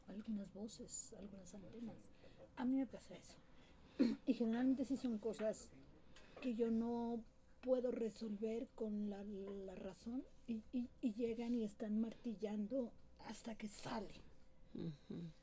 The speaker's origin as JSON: {"language": "Spanish", "region": "Chiapas", "country": "Mexico", "said": "Yo vengo de Chiapas. Chiapas es frontera sur."}